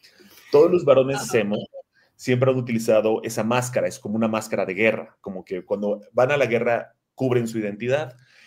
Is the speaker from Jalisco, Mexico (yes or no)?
no; Cancún, Quintana Roo, Mexico; now in Mexico City, Mexico; Yo cuando me mudé a México, de Cancún, yo soy de Cancún originalmente, me vine a México